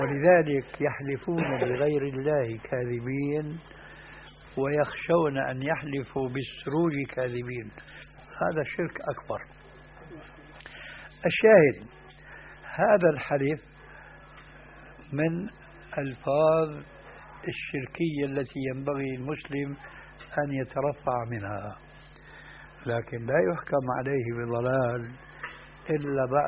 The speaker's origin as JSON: {"language": "Arabic", "country": "Syria", "said": "وهذا موجود في بعض البلاد، أنا أعرف هذا في سوريا"}